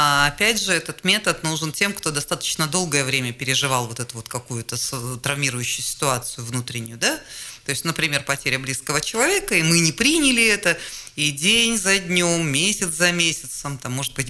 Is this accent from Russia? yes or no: yes; Krasnoyarsk, Krasnoyarsk Krai, Russia; born there; я родилась в Красноярске, в Черемушках